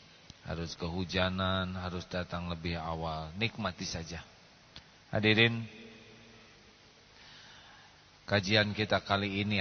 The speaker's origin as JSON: {"language": "Indonesian", "country": "Indonesia", "tie": "born there", "said": "Saya lahir di Indonesia tidak milih."}